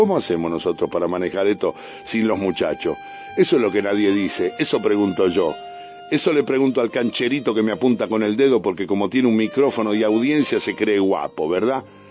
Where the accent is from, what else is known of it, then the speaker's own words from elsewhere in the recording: Argentina; Ahí somos todo argentino.